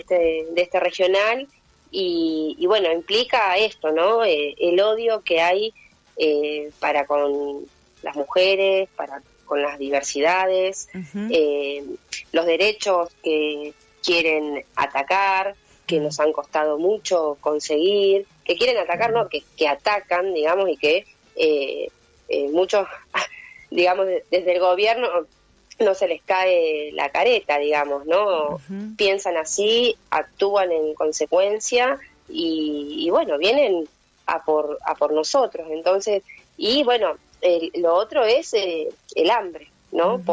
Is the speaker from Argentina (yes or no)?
yes; Pilar, Buenos Aires Province, Argentina; cuando uno dice soy de Pilar, tenés que aclarar que sos del Pilar pobre, ¿no?